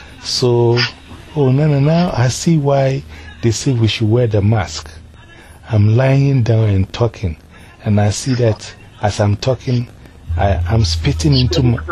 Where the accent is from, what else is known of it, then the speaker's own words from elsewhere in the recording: Ghana; You see, we are from Ghana and we are interested in what is happening.